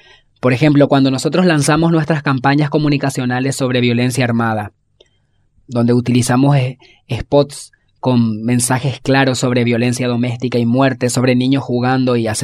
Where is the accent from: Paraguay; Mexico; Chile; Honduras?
Paraguay; Asunción; soy de Asunción, Paraguay